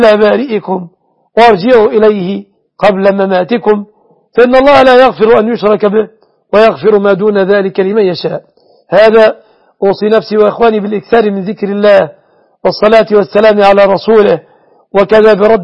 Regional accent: Egypt; أسأل الله أن يحفظ بلادنا مصر وسوريا وسائر بلاد

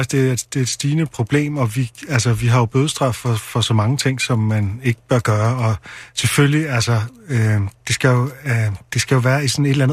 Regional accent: Copenhagen, Capital Region of Denmark, Denmark; kan jeg sige, som københavner.

